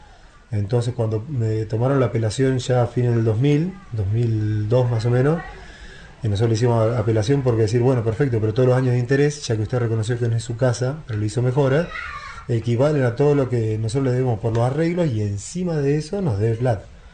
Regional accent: La Pampa, Argentina; Mirá que acá en el 95 yo vine de la Pampa, me quería ir.

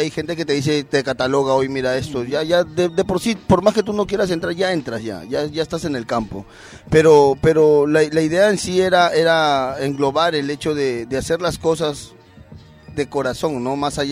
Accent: Peru; somos la mayoría peruanos

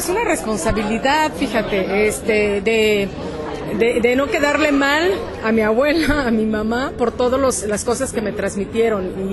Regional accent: Oaxaca, Mexico; first language Zapotec; a sentirme contenta, orgullosa, de mi lengua materna, el zapote

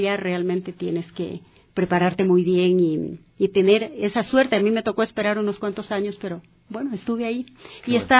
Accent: Loja, Ecuador; Claro, yo soy ecuatoriana, soy lojana.

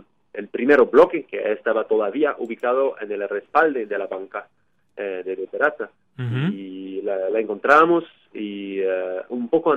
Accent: Quebec, Canada; also born or lived in Ontario; yo hice mis estudios universitarios en Quebec, de donde soy, en la Universidad de Montreal, y después hice una maestría en Ontario, en Canadá.

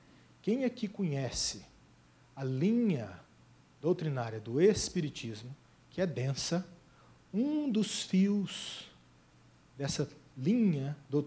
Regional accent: Goiás, Brazil; Eu sou do Goiás. No Goiás, se você manda um pudim numa vasilha, ele volta com arroz doce na mesma vasilha.

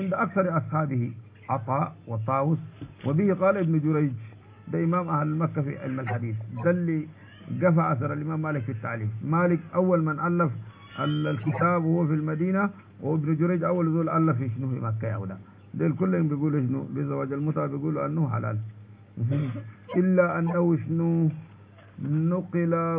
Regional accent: Sudan; now in Saudi Arabia; نحن سودانيين يا مولانا قاعدين هنا في السعودية،

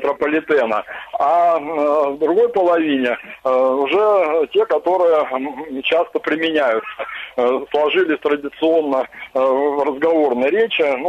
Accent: Saint Petersburg, Russia; будем говорить как петербуржцы

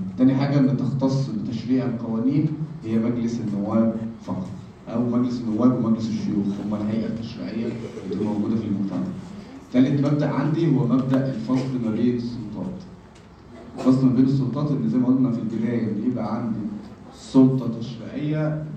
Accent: Egypt; احنا عندنا في مصر احنا عندنا الثلاث سلطات منفصلين عن بعض

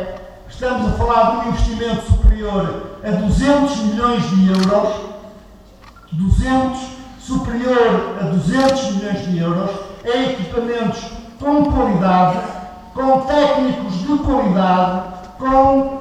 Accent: Portugal; por aquilo que somos enquanto portugueses

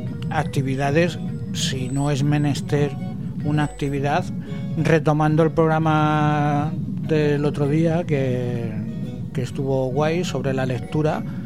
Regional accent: Toledo, Castilla-La Mancha, Spain; Yo me sé la de mi pueblo, la de Toledo.

